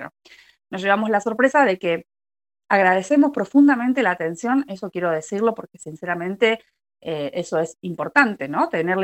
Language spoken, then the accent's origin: Spanish; Darregueira, Buenos Aires Province, Argentina; now in Coronel Suárez, Argentina; yo soy del distrito de Puan, oriunda de Darregueira, y más allá de que hace muchos años vivo en Coronel Suárez